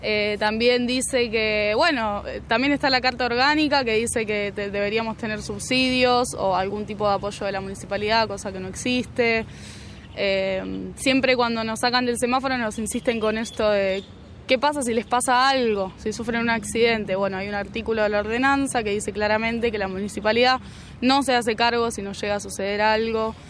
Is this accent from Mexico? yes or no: no; Mar del Plata, Buenos Aires Province, Argentina; now in Carlos Paz, Argentina; tengo 21 años, yo nací en Mar del Plata y hace 2 meses que estoy acá en Carlos Paz.